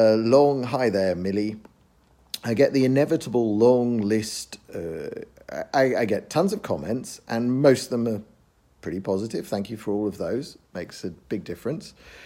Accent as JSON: {"language": "English", "region": "London", "country": "United Kingdom", "tie": "born or raised there", "said": "there is a big Zoroastrian community where I grew up in West London."}